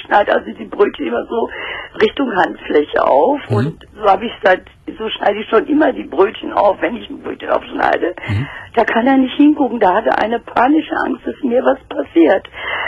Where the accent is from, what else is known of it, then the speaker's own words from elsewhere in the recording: Berlin, Germany; Ich komme aus Berlin und kann nicht U-Bahn fahren.